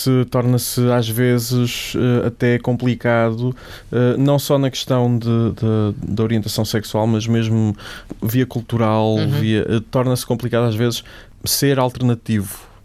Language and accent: Portuguese; Aveiro, Portugal; now in Lisbon, Portugal; eu sou de Aveiro, por isso percebo completamente o que estás a dizer.